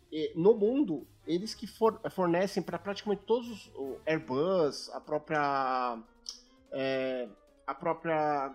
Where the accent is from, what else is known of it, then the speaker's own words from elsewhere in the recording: Santos, São Paulo, Brazil; eu sou de Santos, perto de Cubatão